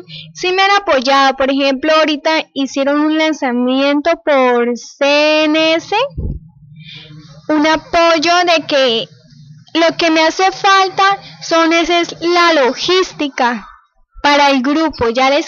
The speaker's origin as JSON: {"language": "Spanish", "town": "Cravo Norte", "region": "Arauca", "country": "Colombia", "said": "primera niña de Cravo Norte que va a participar en este evento, me siento muy orgullosa de verdad con mi pueblo"}